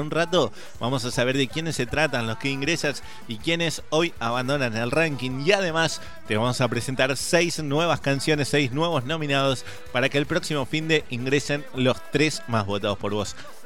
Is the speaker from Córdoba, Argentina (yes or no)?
yes; Córdoba, Argentina; Soy cordobés.